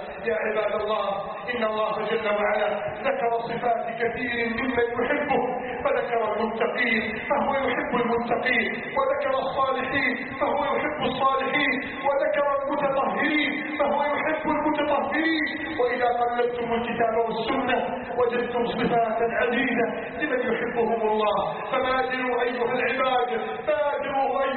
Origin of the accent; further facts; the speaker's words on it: Egypt; اللهم احفظ بلدنا مصر من كيد الكائدين